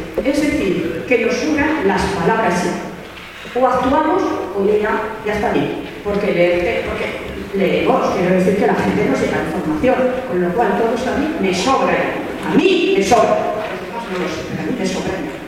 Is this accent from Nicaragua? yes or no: no; Aragon, Spain; yo como aragonesa me siento humillada